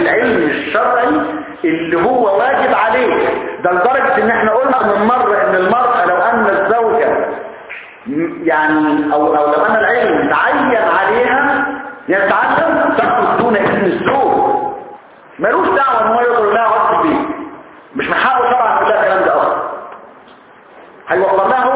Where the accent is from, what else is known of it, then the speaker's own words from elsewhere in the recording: Egypt; احنا كمصريين اساتذه